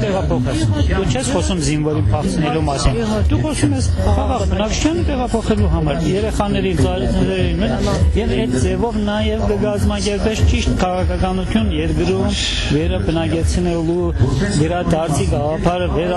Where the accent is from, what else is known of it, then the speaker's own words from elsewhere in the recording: Isfahan, Iran; Արմատներով ես Իրանից եմ, Փերյա գավառից եմ, էլ ավելի հին եթե երթամ, երևի մեր բապերը եկել են Նախճեվանի եւ Երևանի, այո, Շահաբասի տեղափոխած հայության